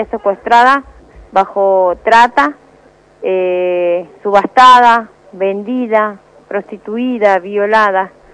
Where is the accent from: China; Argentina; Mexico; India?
Argentina; Burzaco, Buenos Aires Province; nosotros somos de Bursaco, Almirante Brón.